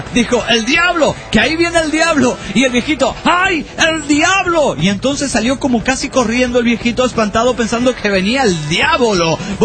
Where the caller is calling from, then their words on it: Villahermosa, Tabasco, Mexico; de Villahermosa, Tabasco, México.